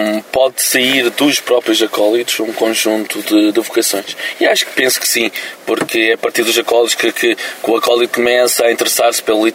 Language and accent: Portuguese; Cantanhede, Centro, Portugal; born there; Esta é a minha diocese onde eu nasci na Pecoriça, Cantanhede.